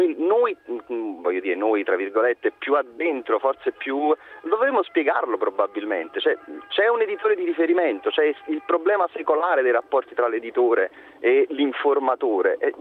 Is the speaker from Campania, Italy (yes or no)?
yes; Naples, Campania, Italy; io sono campano napoletano